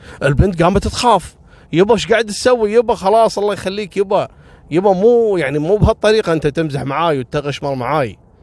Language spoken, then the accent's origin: Arabic; Kuwait; وعذبوهم عندنا في الكويت في منطقة اسمها كبت